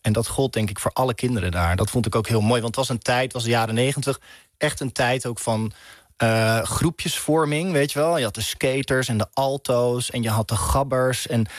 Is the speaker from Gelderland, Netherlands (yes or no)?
no; Rotterdam, South Holland, Netherlands; En ik kom uit Rotterdam, dus ik kom op mijn fiets.